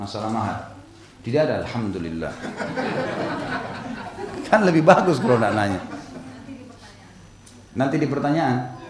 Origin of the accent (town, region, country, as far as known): South Sulawesi, Indonesia; born there